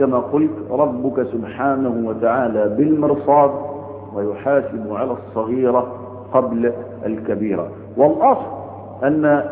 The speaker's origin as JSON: {"language": "Arabic", "country": "Egypt", "said": "ليس عندنا في مصر أزمة مساكن"}